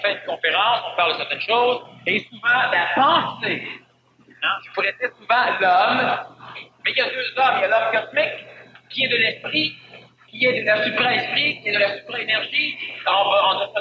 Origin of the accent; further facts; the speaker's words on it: Montreal, Quebec, Canada; Je suis un Montréalais. Je suis un Québécois.